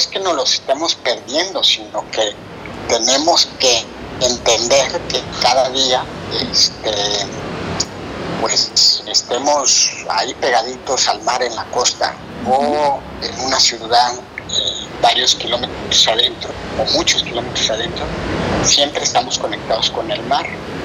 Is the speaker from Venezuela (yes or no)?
no; Mexico City, Mexico; also born or lived in La Paz; now in San Diego, United States; yo soy de la Ciudad de México, nací en la Ciudad de México, luego me fui a estudiar a la península de Baja California, ahí en la ciudad de La Paz, estudié biología marina, pero desde hace 18 años radico acá en California, en San Diego